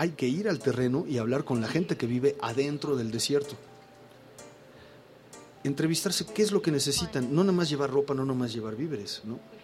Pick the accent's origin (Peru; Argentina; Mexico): Mexico; Pero nosotros como mexicanos